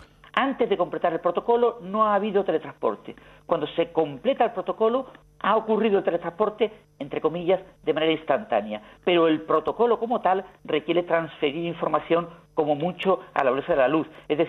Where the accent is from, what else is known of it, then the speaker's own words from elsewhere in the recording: Spain; yo creo que como español debemos estar orgullosos